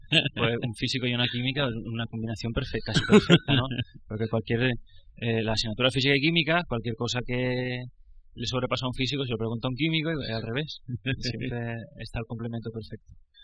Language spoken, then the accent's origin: Spanish; Alicante, Valencian Community, Spain; Ella es de Granada, yo soy de Alicante.